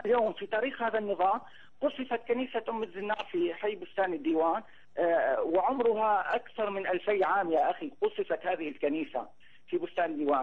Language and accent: Arabic; Homs, Homs Governorate, Syria; كانت اللحية عندنا في حمص وفي سوريا تحتاج إلى رخصة